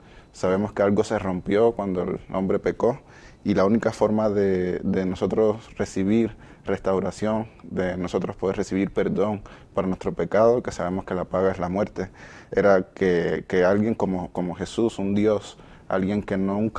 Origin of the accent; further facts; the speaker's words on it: Havana, Cuba; Buscábamos a veces regiones de La Habana, que es mi ciudad, necesitadas.